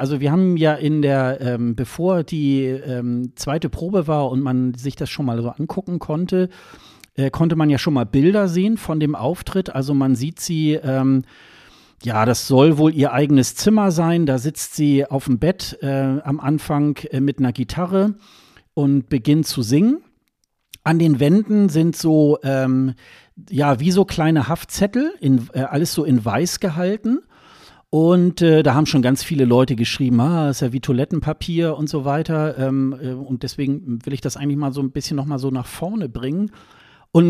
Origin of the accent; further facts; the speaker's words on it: Germany; zumindest für mich als Westeuropäer, als Deutscher eigentlich ein ganz gängiger Song